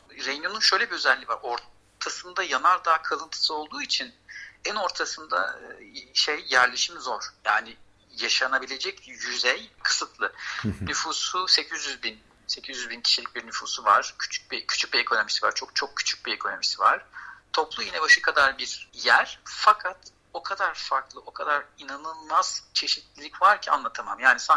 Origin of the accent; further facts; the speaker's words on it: Istanbul, Turkey; born there; also born or lived in Strasbourg, France; Ben İstanbul doğumluyum.